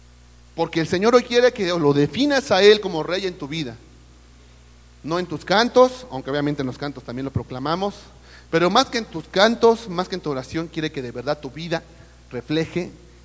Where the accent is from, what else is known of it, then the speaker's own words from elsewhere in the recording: Mexico; Lo crean o no, yo también soy mexicano. Yo sé que a veces la apariencia no da la apariencia de europeo o algo así, pero soy mexicano.